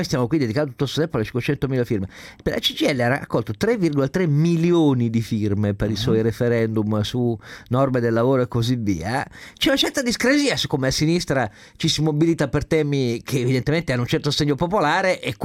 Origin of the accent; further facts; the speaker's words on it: Turin, Piedmont, Italy; Adesso io da torinese non voglio farti notare